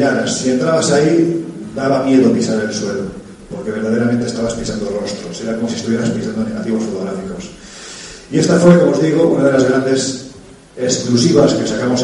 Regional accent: Jaén, Andalusia, Spain; para mí, que soy de Jaén y que he investigado esto

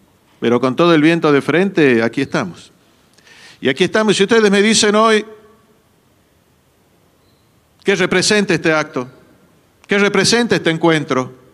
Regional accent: Jujuy, Argentina; De distintos lugares, soy de Jujuy, soy de acá.

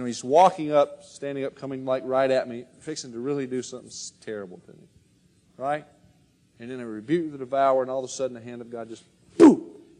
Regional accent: Bible Belt, United States; See, I grew up in the Bible Belt. That's why I didn't believe.

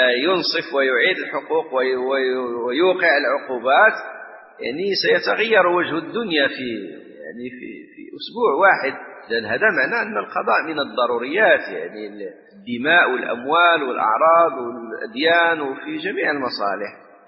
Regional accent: Morocco; ونحن عندنا في المغرب

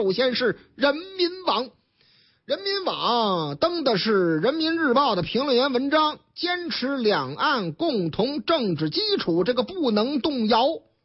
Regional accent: Tianjin, China; also born or lived in Hebei; 这个要是以后啊去这个我老家啊哪儿啊天津卫，或者是我老家河北省啊到津冀这俩地方养老的北京老年人

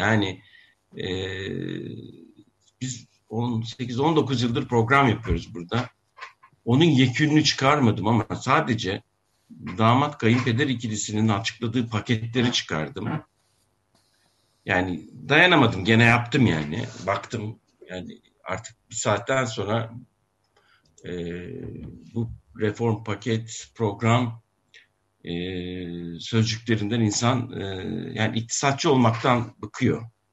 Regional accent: Akşehir, Konya, Turkey; Bakın ben yani Nasrettin Hoca'nın torunuyum, Akşehirliyim.

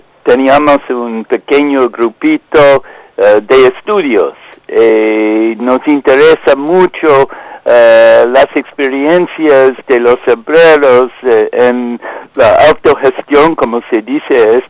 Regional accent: United States; now in Spain; Sí, y ese como joven norteamericana me interesa mucho esta interpretación que nunca he escuchado en este país

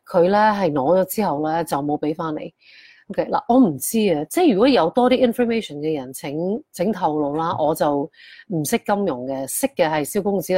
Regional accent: Hong Kong; 你同我喺香港大嘅，我哋有冇谂过香港会搞成咁咧？

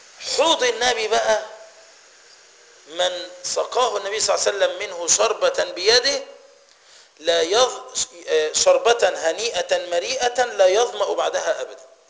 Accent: Egypt; ايه رايك احنا كمصريين عامه وكفلاحين

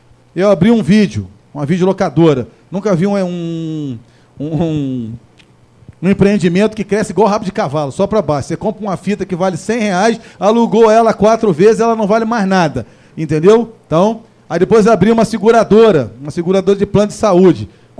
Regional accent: Conselheiro Paulino, Rio de Janeiro, Brazil; born there; nasci em Conselheiro Paulino.

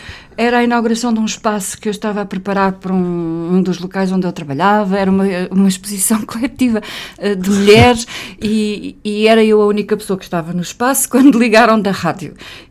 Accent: Fronteira, Alentejo, Portugal; o local onde eu nasci, que é o meu Alentejo. Eu sou de facto uma apaixonada pela minha região, o Alto Alentejo. Eu sou de fronteira, uma vila que muitas pessoas ignoram

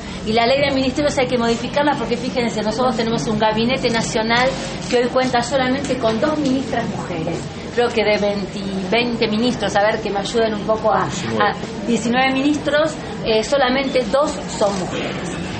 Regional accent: Argentina; tiene que ver con lo que hoy somos como argentinos y argentinas

